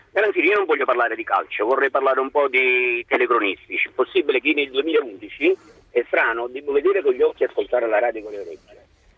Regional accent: Naples, Campania, Italy; Io sono di Napoli

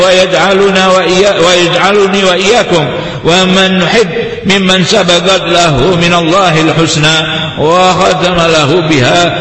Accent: Indonesia; وأن الله يحفظ بلدنا هذه بلدنا إندونيسيا هذه

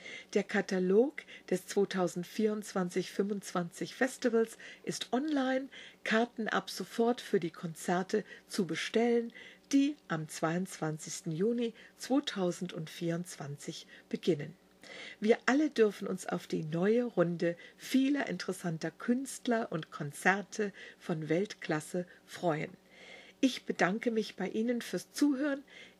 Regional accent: Wiesbaden, Hesse, Germany; fahren Sie mal nach Wiesbaden, so oder so. Und das ist meine Heimatstadt, meine Stadt, in der ich geboren wurde

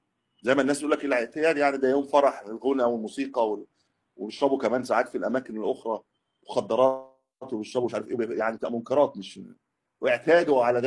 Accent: Egypt; لكن ليست عندنا في مصر يطلقون على السيارة دابة

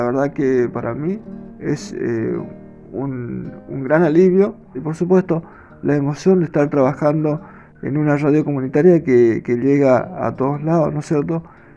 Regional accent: Goya, Corrientes, Argentina; conductor de radio, tengo 45 años, soy de Goya, Corrientes, República Argentina.

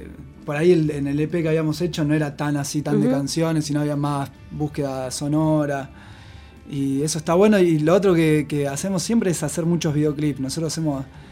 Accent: Pergamino, Buenos Aires Province, Argentina; que nosotros somos de Pergamino y se vino de allá

